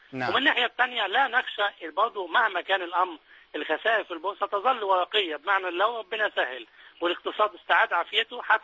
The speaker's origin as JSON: {"language": "Arabic", "country": "Egypt", "said": "وهذا مطلب عادل يجب ان احنا كمصريين كلنا نتبناه"}